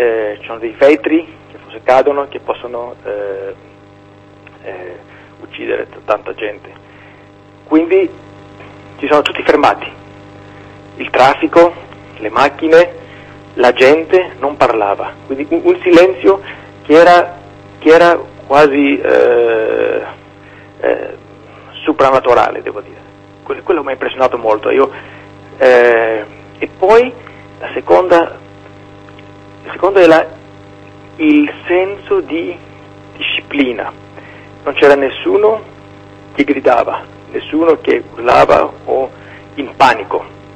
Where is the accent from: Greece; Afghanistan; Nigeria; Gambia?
Greece; Italian is a second language; se questo terremoto avrebbe avuto luogo in Grecia, io sono greco, non sono in Italia